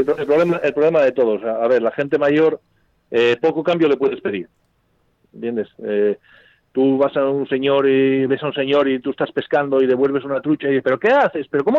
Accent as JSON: {"language": "Spanish", "town": "Infiesto", "region": "Asturias", "country": "Spain", "said": "Digo, sí, somos asturianos. Digo, somos de Infiesto."}